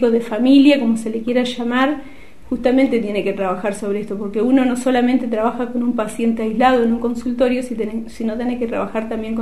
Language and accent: Spanish; Guardia Mitre, Río Negro, Argentina; moved away as an adult; estuve 9 años en mi pueblo, que es Guardia Mitre, y después me vine para acá. Y bueno, ¿qué pasó? Yo me vine por cuestiones familiares